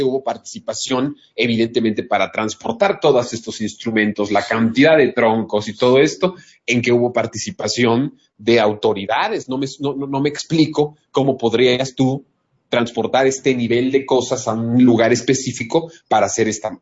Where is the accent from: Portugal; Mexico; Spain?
Mexico; como ciudadanos, como mexicanos, con nuestra propia identidad entre nosotros mismos